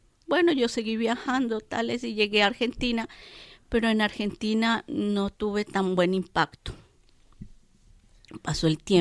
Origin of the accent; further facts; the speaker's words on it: Bogotá, Colombia; moved away as an adult; also born or lived in Bolivia; Yo salí como artesana de Bogotá y llegué a Bolivia